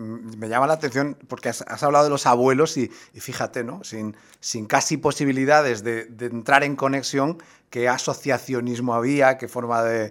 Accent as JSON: {"language": "Spanish", "town": "Murcia", "region": "Region of Murcia", "country": "Spain", "said": "Tendremos nosotros, los que somos de Murcia, oportunidad de veros"}